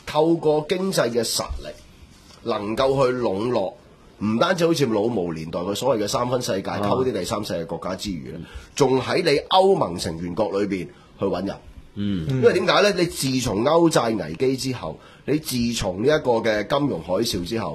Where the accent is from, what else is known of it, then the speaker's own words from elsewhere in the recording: Hong Kong; 我系香港人。